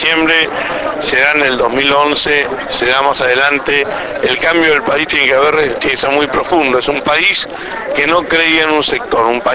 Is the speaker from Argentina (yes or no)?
yes; Argentina; Como argentinos podemos salir adelante.